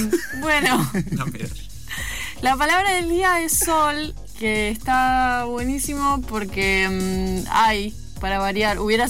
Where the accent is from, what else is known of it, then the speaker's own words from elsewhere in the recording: Bariloche, Río Negro, Argentina; Yo soy de Bariloche, el sol allá es en ocasiones el enemigo, te quema mucho la cara porque se refleja muy fuerte en la nieve.